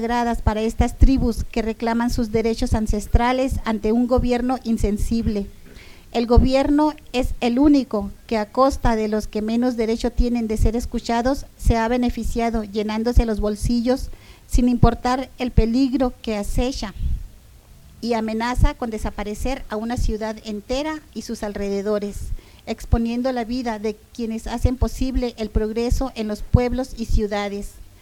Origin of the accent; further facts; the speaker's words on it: Ensenada, Baja California, Mexico; venimos de Ensenada, Baja California.